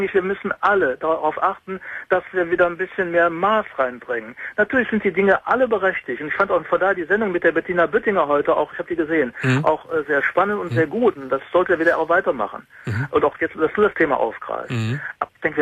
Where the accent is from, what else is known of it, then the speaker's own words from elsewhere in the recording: Mönchengladbach, North Rhine-Westphalia, Germany; Ich komme aus Mönchengladbach.